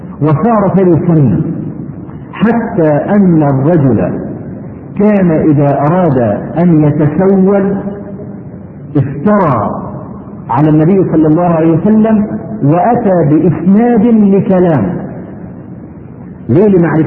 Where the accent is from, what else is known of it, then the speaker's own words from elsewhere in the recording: Egypt; عندنا في مصر